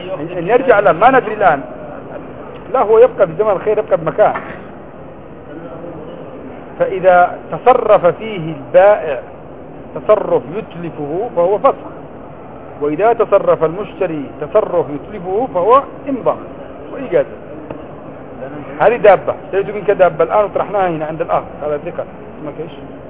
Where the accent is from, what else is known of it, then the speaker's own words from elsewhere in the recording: Yemen; أنا يمني ما في عندنا الزيتون أصلا